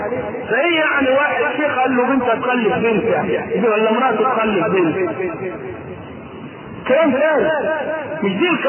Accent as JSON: {"language": "Arabic", "country": "Egypt", "said": "ولذلك ما عندنا في مصر لا تجيء في بقية دول العالم"}